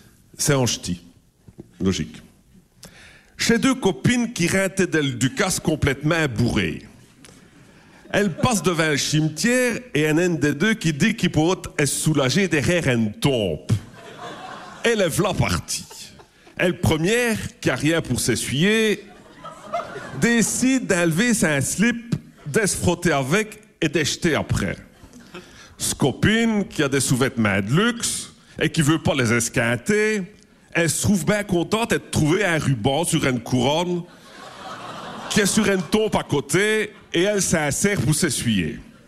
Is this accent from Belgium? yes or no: yes; Belgium; c'est comme chez nous en Belgique